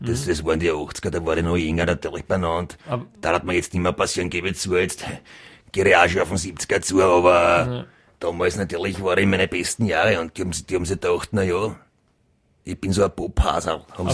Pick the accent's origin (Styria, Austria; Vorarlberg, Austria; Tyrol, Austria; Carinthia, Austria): Styria, Austria; weil ich gesagt habe, ich bin eine Steirer Woman.